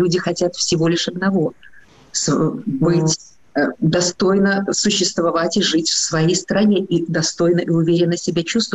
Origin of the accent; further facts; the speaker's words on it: Belarus; born there; Я родилась в Белоруссии. Я родилась вообще в Советском Союзе. Мы все жили в одной большой, красивой, дружной стране.